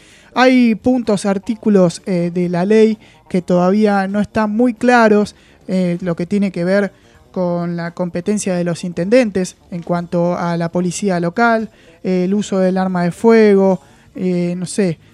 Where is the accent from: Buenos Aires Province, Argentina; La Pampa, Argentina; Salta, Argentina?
Buenos Aires Province, Argentina; La Plata; nos compete a todos los que somos los bonaerenses y también a los platenses